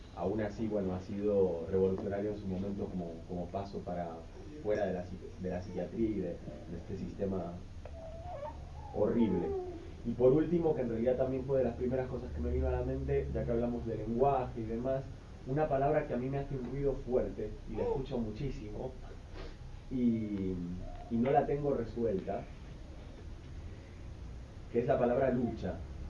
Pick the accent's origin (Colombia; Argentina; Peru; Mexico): Argentina; soy argentino